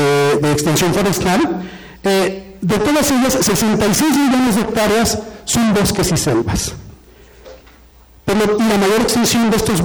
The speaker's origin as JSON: {"language": "Spanish", "country": "Mexico", "said": "Pero todos somos mexicanos, de alguna manera todos habitamos en este territorio"}